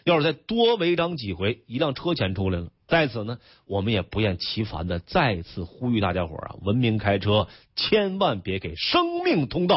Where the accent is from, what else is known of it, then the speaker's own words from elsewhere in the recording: Northeast China, China; accent: Northeastern Mandarin; 是我有点东北话是吧